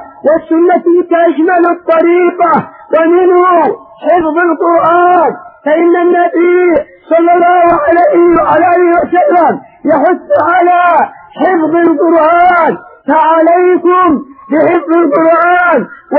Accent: Yemen; ابتلي بأمرين عندنا في اليمن الأعلى

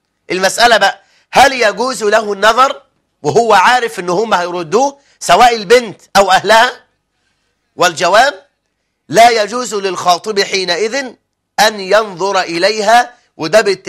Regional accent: Egypt; اللي بيسموه كد الكتاب كما هو المعهود عندنا في مصر

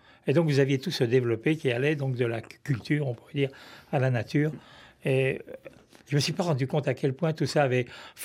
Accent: Annecy, Auvergne-Rhône-Alpes, France; born there; mon lieu de naissance, ma ville natale...

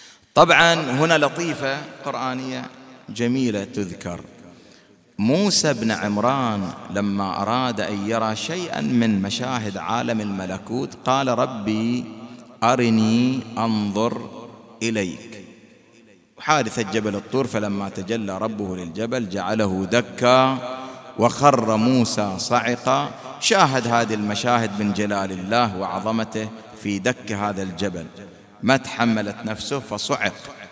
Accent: Bahrain; حينما كان من المعروف والمشهور عندنا في البحرين

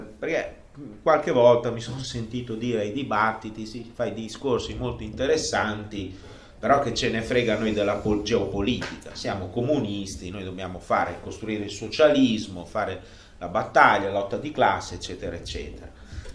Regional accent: Russia; Italian is a second language; Noi usiamo la parola, traduciamo con Russia sia Rus che Russia, e quindi per noi russi è

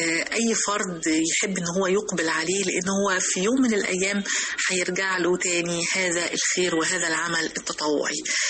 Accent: Egypt; محتاجين انها تتطبق في بلدنا مصر

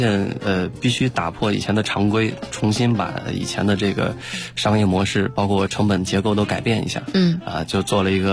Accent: Shangluo, Shaanxi, China; 我从我的老家这个大秦岭的山城上洛，然后到西安就是省城去上课

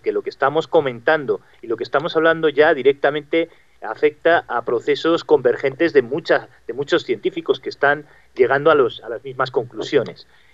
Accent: Madrid, Community of Madrid, Spain; En concreto, los que somos madrileños, tenemos muchísima experiencia con el tema de las tuneladoras.

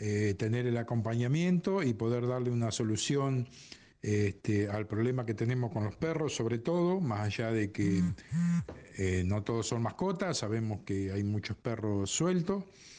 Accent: Pipinas, Buenos Aires Province, Argentina; nacido y criado en Pipinas

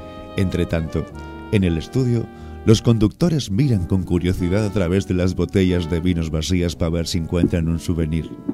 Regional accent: Montevideo, Uruguay; born there; Y yo nací eventualmente en Montevideo.

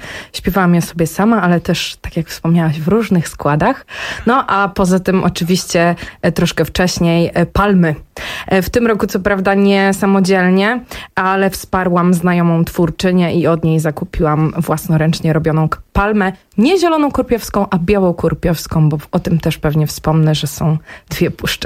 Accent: Jednorożec, Masovian Voivodeship, Poland; dołączyłam do zespołu regionalnego, który powstał w mojej rodzinnej miejscowości, w miejscowości Jednorożec, jednej, jedynej w Polsce takiej.

